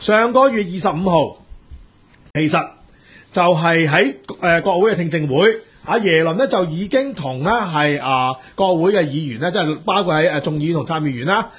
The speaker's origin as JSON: {"language": "Cantonese", "country": "Hong Kong", "said": "咁如果我哋作為香港人呢，我哋可能港股由25,000跌到23,600，"}